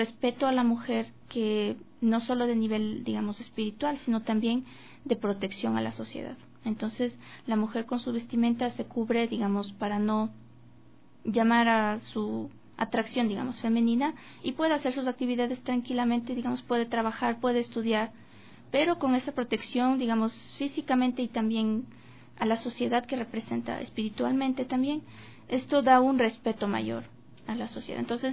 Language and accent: Spanish; Ecuador; tiene mucha diferencia aquí con lo que practicábamos como ecuatorianos